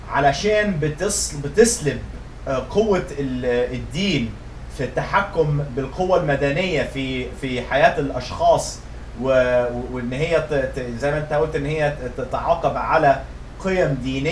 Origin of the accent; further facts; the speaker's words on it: Egypt; ده تعريف العلمانيه عندنا في مصر